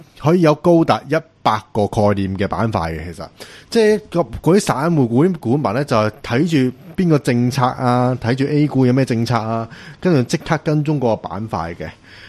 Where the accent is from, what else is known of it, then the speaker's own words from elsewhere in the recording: China; 咁咧港人呢一方面就对比我们大陆人就冇优势嘅